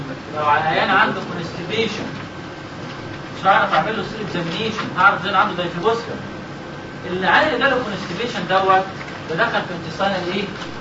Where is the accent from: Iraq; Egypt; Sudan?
Egypt; ما تقولش عندنا في مصر